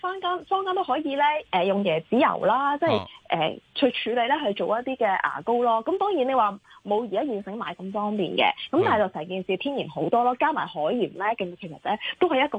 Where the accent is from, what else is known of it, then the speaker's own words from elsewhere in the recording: China; 其實中國咧，我哋中國人都好叻㗎。